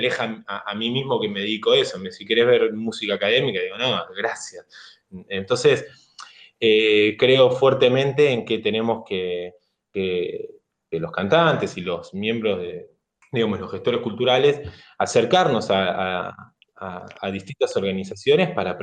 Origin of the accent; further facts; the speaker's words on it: Longchamps, Buenos Aires Province, Argentina; yo primero que soy de un barrio del conurbano, me crié en Longchamps